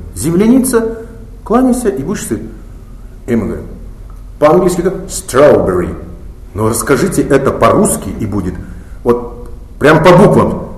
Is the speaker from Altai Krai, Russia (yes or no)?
no; Buryatia, Russia; А как же я бурят? Мухар Шибирь, Хара Шибирь. Я могу, я там жил, я...